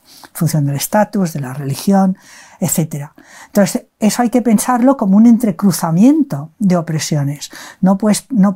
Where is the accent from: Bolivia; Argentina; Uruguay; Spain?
Spain; Barcelona, Catalonia; born there; moved away as an adult; now in Madrid, Spain; Nací en Barcelona en el 46 y llevo viviendo en Madrid desde el año finales del 69. O sea que realmente ya estoy aclimatada aquí a la capital.